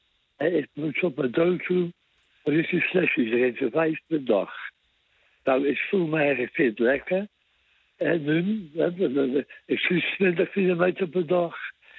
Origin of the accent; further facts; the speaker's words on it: Rotterdam, South Holland, Netherlands; Ik ben echt een Rotterdammer.